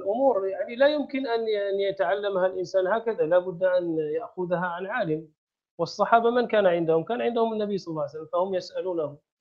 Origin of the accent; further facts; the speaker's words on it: Morocco; احنا في المغرب مثلا، عندنا في المغرب ذهبت إلى بعض القرى